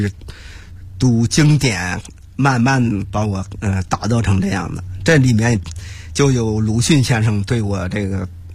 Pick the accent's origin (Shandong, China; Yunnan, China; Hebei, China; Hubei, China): Hebei, China; Handan; 在河北，在邯郸，在我的老家永年县都没有人知道这些人了